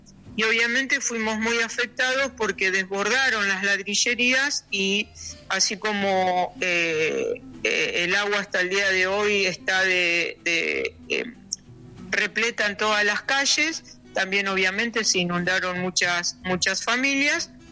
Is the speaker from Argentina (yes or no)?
yes; San Nicolás, Buenos Aires Province, Argentina; born there; moved away as an adult; now in Castelli, Argentina; Yo quizás por el acento ya se habrán dado cuenta, soy nacida en San Nicolás, provincia de Buenos Aires. Y hace 30 años que vivo aquí en Castelli, así que soy rechaqueña.